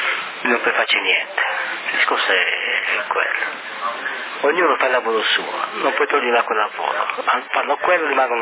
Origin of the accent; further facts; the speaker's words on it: Brazil; Italian is a second language; Come hai visto io brasiliano è molto molto difficile se stiamo con un sardo